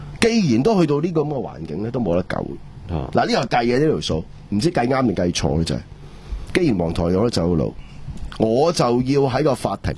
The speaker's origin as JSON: {"language": "Cantonese", "country": "Hong Kong"}